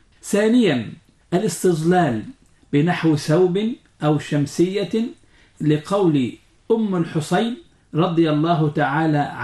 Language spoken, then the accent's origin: Arabic; Egypt; وهو ما يعرف عندنا في مصر بالكمر